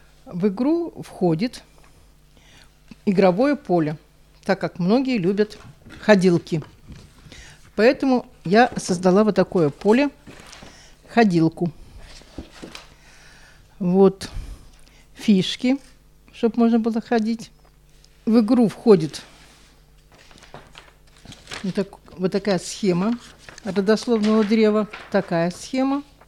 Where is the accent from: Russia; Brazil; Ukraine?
Ukraine; Donetsk, Donetsk Oblast; Выросла я в Донецке, в многодетной семье. Я младший ребенок.